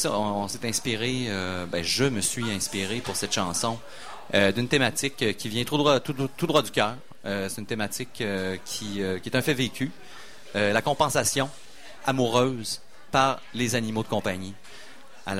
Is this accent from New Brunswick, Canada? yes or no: no; Quebec City, Quebec, Canada; mais je viens de Limoilou. Moi, je suis un gars de Limoilou. J'ai fait mon école à peu près dans un rayon de 300 mètres.